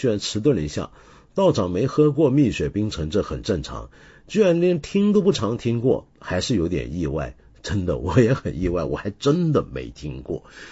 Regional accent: Taiwan; 原来我小时候在台湾啊，当时我们念五车是会被纠正的

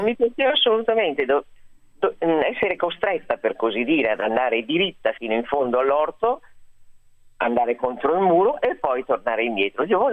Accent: Milan, Lombardy, Italy; sono nata a Milano, sono cresciuta a Milano in un'altra città anche, ma insomma sono stata sempre molto molto cittadina

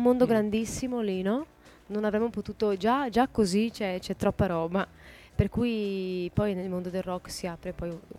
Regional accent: Catania, Sicily, Italy; born there; penso di essere veneta. Dico penso perché comunque sono originaria di Catania, siciliana. E sono nata lì, anche mio padre è lì, per cui dovrei essere più siciliana che altro, però mi sento anche veneta naturalmente. Beh, mia madre è veneta comunque, no?

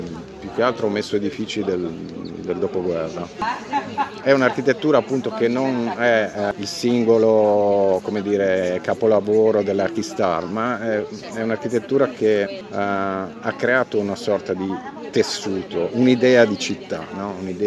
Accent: Veneto, Italy; now in Milan, Italy; Vengo giù dalle montagne del Veneto

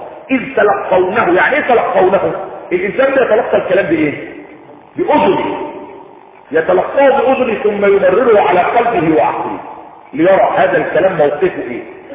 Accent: Egypt; طبعا في تحميلات عندنا في مصر

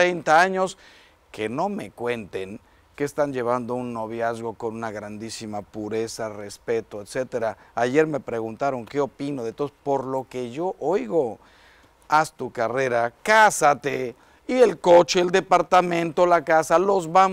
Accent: Mexico; Yo como mexicano, pero también como hispano

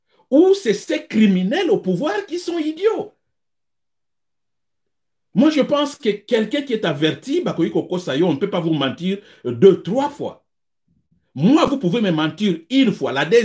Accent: DR Congo; que chez nous au Congo

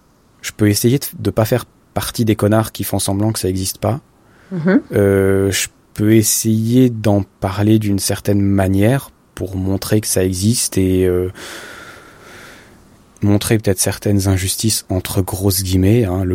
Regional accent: Switzerland; moi, je me rappelle toujours quand j'étais petit, en Suisse, je viens d'une ville, mais qui serait appelée un village, peut-être, hein, de 14 000 habitants

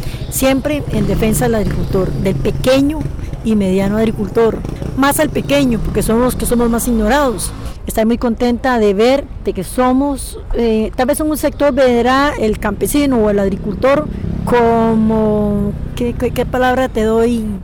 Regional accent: El Guarco, Cartago, Costa Rica; vengo del Huarco.

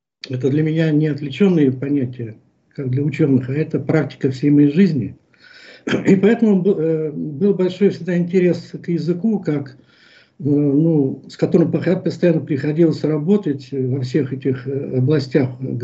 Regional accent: Moscow, Russia; Я москвич, мне 70 лет, я художник по призванию, образованию, профессии

